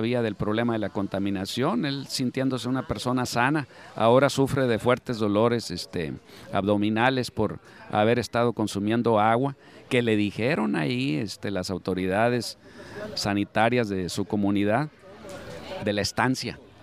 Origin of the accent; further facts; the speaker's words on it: Sonora, Mexico; como mexicanos, como sonorenses, nos decepciona